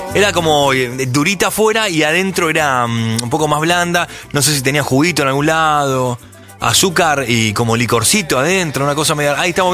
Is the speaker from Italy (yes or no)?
no; Argentina; Y yo siento que acá los argentinos queremos un montón a los venezolanos.